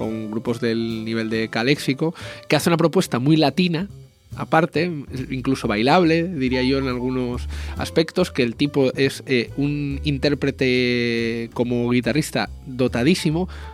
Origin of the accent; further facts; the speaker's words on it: Oviedo, Asturias, Spain; porque el festival se desarrolla en Oviedo, porque varios miembros de la asociación somos de Oviedo